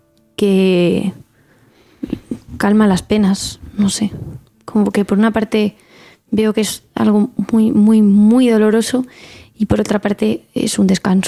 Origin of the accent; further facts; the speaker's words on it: Valencian Community, Spain; first language Valencian; Spanish is a second language; Yo soy bilingüe, considero que mi lengua materna es el valenciano, pero no tengo problemas en expresarme en castellano, desde luego.